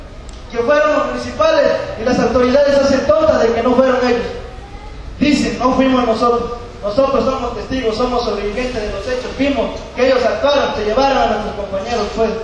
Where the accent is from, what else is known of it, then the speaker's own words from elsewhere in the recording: Mexico; Nosotros, como mexicanos, ya estamos cansados